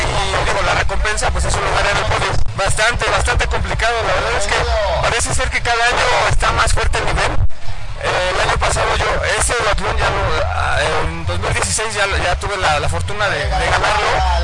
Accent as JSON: {"language": "Spanish", "town": "Toluca", "region": "State of Mexico", "country": "Mexico", "said": "tengo 40 años y vengo de Toluca, Estado de México."}